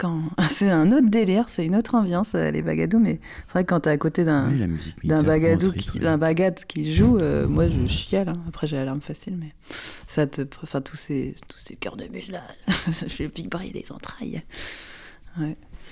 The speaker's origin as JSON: {"language": "French", "region": "Brittany", "country": "France", "said": "Et c'est vrai, je viens du Léon."}